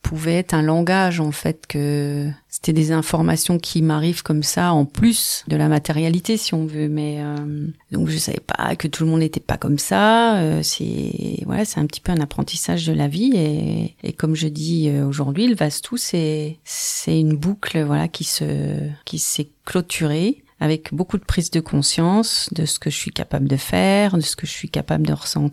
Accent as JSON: {"language": "French", "town": "Remiremont", "region": "Grand Est", "country": "France", "said": "je suis vosgienne, je suis née à Remiremont il y a de ça plusieurs décennies."}